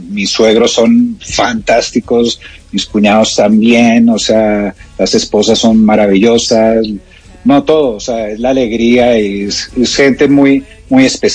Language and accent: Spanish; Bogotá, Colombia; no, una costeña, pues no creo, pues porque yo soy cachaco.